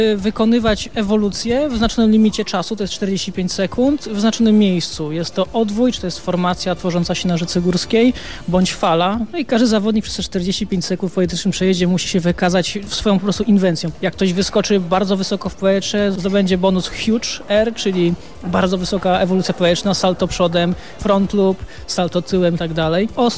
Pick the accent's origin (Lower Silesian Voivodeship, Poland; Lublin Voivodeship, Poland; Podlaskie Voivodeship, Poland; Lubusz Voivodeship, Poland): Lower Silesian Voivodeship, Poland; born there; Ja mam to szczęście, że się urodziłem w Karkonoszach